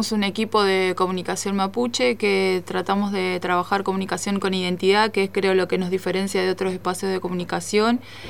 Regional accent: Río Negro, Argentina; vengo desde la costa del Río Negro y el mar de aquí de la Tierra del Este, usurpada por el Estado argentino

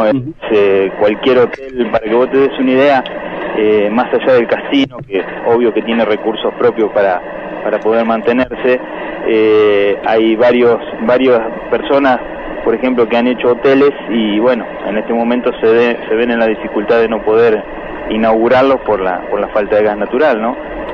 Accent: Santa Fe, Argentina; En eso somos los argentinos, los santafesinos, todos, ¿no?

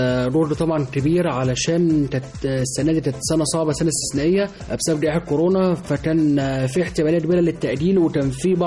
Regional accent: Egypt; اي واحد بيكون يعني من انا من مصر اهو يعني

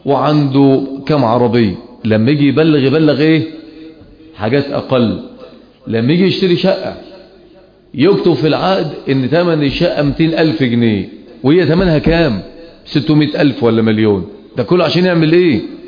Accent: Egypt; احنا لما ننظر ونحن من أهل مصر ونعيش أحداثها ونتأثر بما يحاك لها

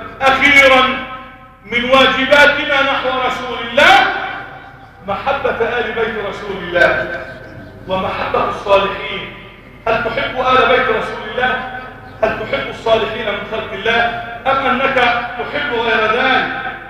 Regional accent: Egypt; اللهم احفظ بلدنا مصر

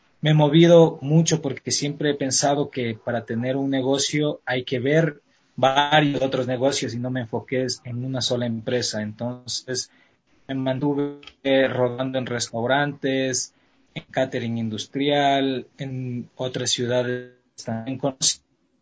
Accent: Quito, Pichincha, Ecuador; yo soy quiteño, tengo 31 años. Mis papás son, mi papá es de aquí de Quito y mi mamá es propia de Azogues.

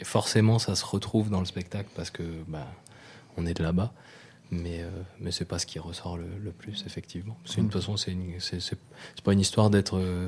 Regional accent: New Caledonia; born there; Moi, je suis né en Nouvelle-Calédonie, mais je ne suis pas kanak

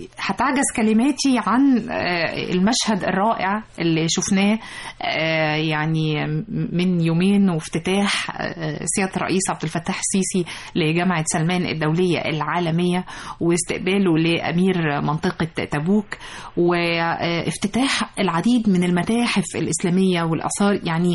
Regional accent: Egypt; والفخر بقى واحنا كمصريين

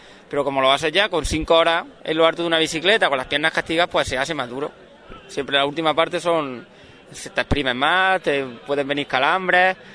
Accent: Baena, Andalusia, Spain; somos 4 de Baena y un compañero de un pueblo de al lado, de Doña Mencía también.

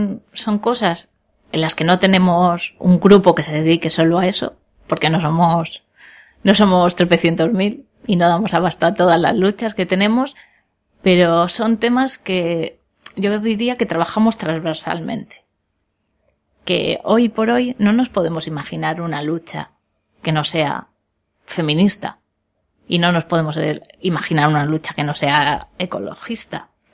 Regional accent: Madrid, Community of Madrid, Spain; now in Bilbao, Spain; Yo sigo flipando la primera vez que vine aquí a Bilbao.

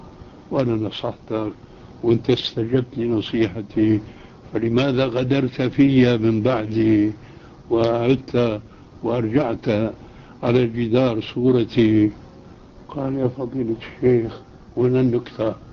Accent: Syria; وكما يقولون عندنا في الشام

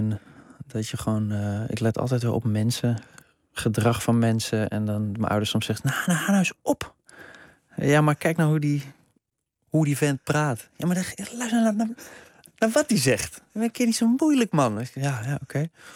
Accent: Amsterdam, North Holland, Netherlands; Ik kom zelf uit Watergasmeer. Dus een rare combinatie van aanzien en geld en dure scooters.

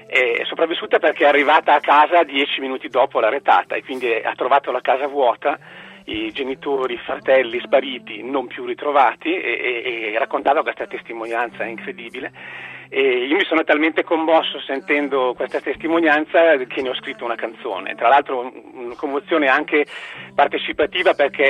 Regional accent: Lombardy, Italy; quando ero un bambino nel paese, in provincia di Cremona, dove è nata mia mamma

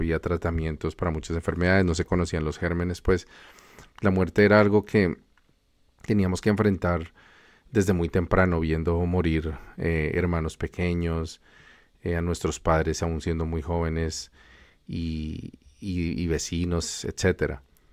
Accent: Colombia; al menos de donde vengo yo, que es de Colombia

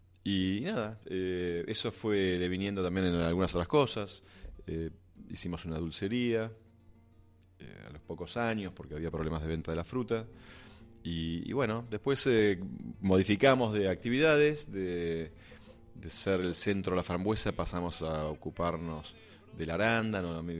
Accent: Buenos Aires, Argentina; born there; moved away as an adult; also born or lived in Bariloche; now in El Hoyo, Argentina; Yo nací en Buenos Aires y a los... creo que a los 18 años, cuando terminé el colegio, decidí irme. Y eso fue mi etapa urbana de la vida. Y empecé a vivir primero en Bariloche unos años y después me vine a El Hoyo. Directamente a vivir en el campo

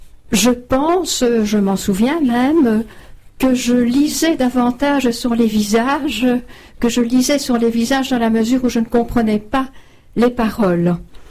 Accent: Arlon, Wallonia, Belgium; also born or lived in Brussels; à 12 ans, nous habitions alors à Arlon. Je suis née à Bruxelles, mais nous avons déménagé pendant 8 ans à Arlon.

